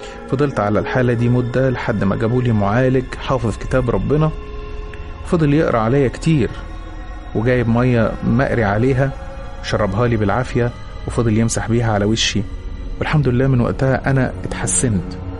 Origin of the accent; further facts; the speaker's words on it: Aswan, Aswan Governorate, Egypt; now in Cairo, Egypt; أنا من أسوان ولكني عايش مع أهلي في القاهرة.